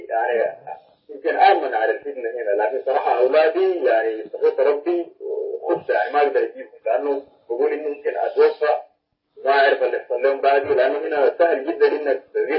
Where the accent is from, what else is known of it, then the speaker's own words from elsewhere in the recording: Sudan; أنا من السودان